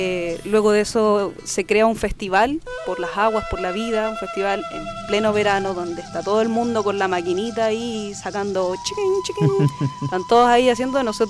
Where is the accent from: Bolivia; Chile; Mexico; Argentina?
Chile; Nosotros como chilenos nos han ocultado, yo en mi colegio jamás escuché la historia como la vengo a conocer ahora de adulta.